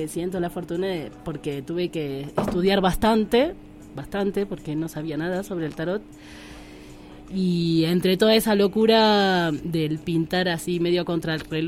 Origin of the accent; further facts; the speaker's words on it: Buenos Aires, Argentina; born there; now in Tilcara, Argentina; nací en Buenos Aires, o sea que tengo un recorrido de estudios en el arte en la ciudad y de transitar mucho la ciudad. Desde hace 10 años que no vivo en ella